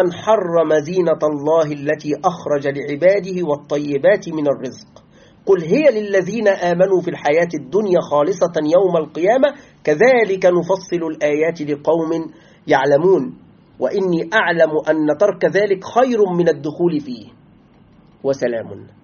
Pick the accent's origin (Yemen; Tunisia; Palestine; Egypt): Egypt; تعرف نحن الآن عندنا في مصر كمصريين، كما يعلم إخواننا المصريين، نأكل يعني العيش، نسمي الخبز نسميه عيش